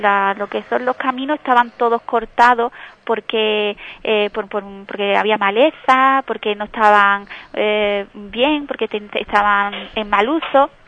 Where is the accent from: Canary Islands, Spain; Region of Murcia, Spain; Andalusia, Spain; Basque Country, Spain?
Andalusia, Spain; Ubrique; nosotros que también pertenecemos a la localidad, que somos ciudadanos de Ubrique